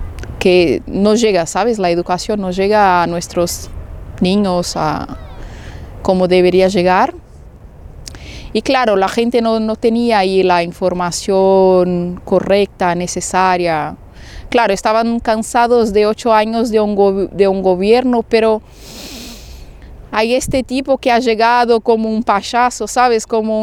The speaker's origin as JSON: {"language": "Spanish", "country": "Brazil", "second_language": "Spanish", "lives_now": "Barcelona, Spain", "said": "La gente brasileña me encanta, mi pueblo me encanta, somos, no sé, soy sospecha para decir, pero los brasileños son especiales."}